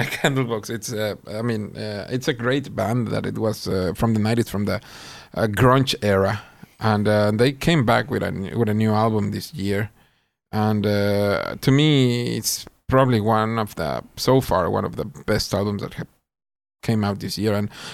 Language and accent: English; Mexico City, Mexico; now in Sweden; I was born and raised in Mexico City.